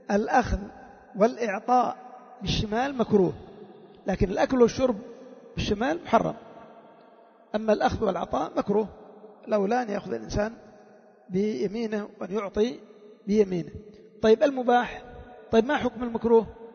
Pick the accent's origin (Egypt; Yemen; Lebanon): Yemen; وشعار القبائل عندنا في اليمن